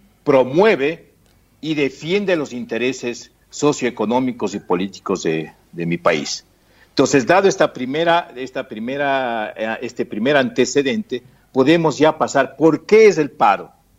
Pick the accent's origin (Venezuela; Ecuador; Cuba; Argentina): Ecuador; respecto a las últimas novedades convulsionadas aquí en mi país.